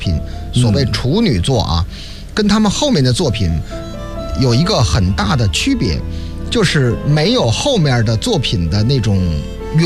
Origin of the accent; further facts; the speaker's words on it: China; 就是我们中国人当年啊，孔子曾经曰过，君子喻于义，小人喻于利